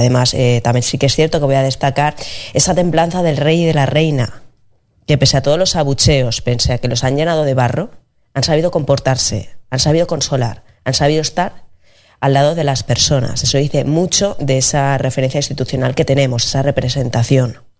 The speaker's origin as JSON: {"language": "Spanish", "region": "Valencian Community", "country": "Spain", "said": "poniéndome en su piel y como valenciana, me parece poco"}